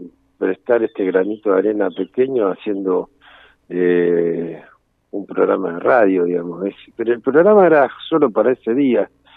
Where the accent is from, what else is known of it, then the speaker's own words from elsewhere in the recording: Buenos Aires, Argentina; now in El Bolsón, Argentina; Yo nací en Buenos Aires y me crié gran parte de Buenos Aires, bueno, anduve por varios lugares de recorrida y de aprendizajes, digamos.